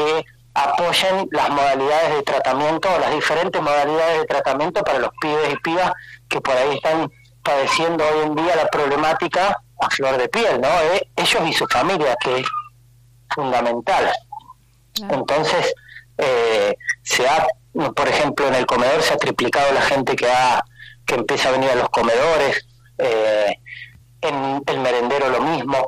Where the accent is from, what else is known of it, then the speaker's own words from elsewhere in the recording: Buenos Aires, Argentina; yo soy oriundo de Buenos Aires, yo trabajé en comunidades terapéuticas allá y vine en el año 2010.